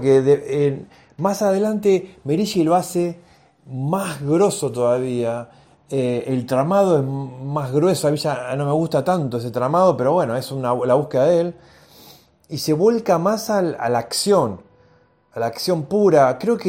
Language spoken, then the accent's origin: Spanish; Argentina; yo soy de Argentina